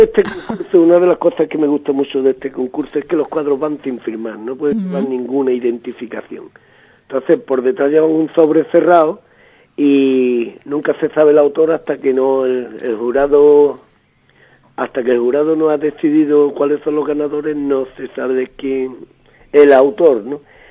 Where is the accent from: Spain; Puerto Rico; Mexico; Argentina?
Spain; Andalusia; Eso nos dijo el jurado, que los tres somos gaditanos